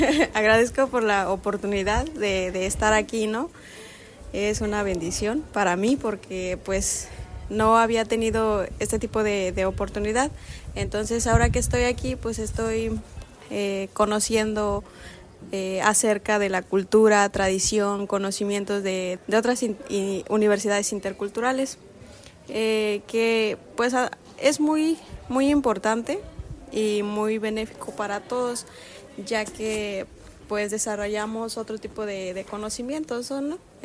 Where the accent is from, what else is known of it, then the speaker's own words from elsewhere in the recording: Mesa del Tirador, Jalisco, Mexico; Vengo de la comunidad de Mesa del Tirador de Bolaños, Jalisco.